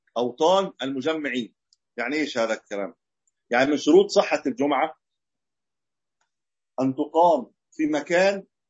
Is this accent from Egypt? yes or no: yes; Egypt; زي عندنا في مصر الآن اللي فيها أسواق